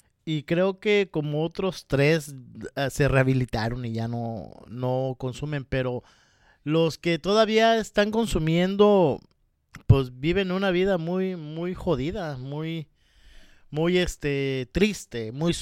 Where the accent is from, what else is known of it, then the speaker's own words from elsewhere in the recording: Mexico; Ahorita que hablas del resistol, en México le decimos resistol 5000. Y yo recuerdo que cuando salíamos de la secundaria, como a la edad de unos 13, 14 años